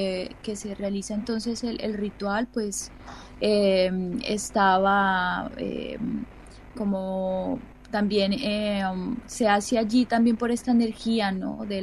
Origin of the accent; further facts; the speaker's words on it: Ibagué, Tolima, Colombia; born there; yo nací en Ibagué, la diosa, ¿no? Ibagué, Tolima, es una ciudad ubicada en la cordillera central de los Andes, ya.